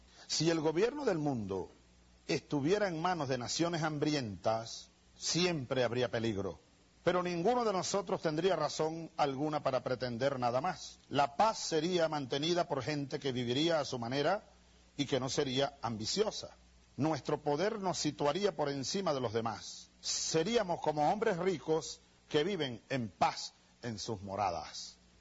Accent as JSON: {"language": "Spanish", "country": "Venezuela", "said": "como yo apoyo como jefe de Estado y como venezolano"}